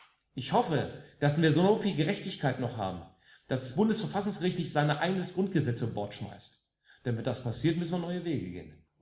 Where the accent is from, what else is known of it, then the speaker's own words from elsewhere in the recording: West Germany, Germany; born there; Ich bin im Westen geboren.